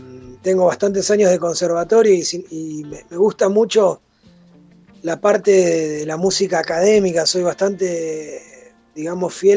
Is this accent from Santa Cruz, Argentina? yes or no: yes; El Calafate, Santa Cruz, Argentina; also born or lived in Río Gallegos; Yo soy sureño, ¿viste? Soy nacido en Río Gallegos. Criado una parte en el Calafate y otra parte aquí en...